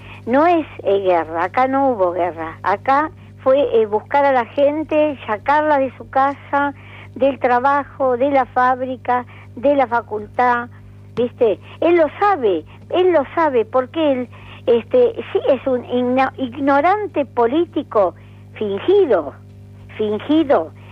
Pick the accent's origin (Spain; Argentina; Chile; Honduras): Argentina; Me sentí como argentina.